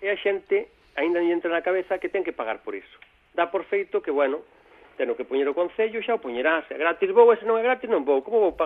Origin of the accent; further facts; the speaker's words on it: Galicia, Spain; mira que son galego, pero hai que dicilo, imos sempre por detrás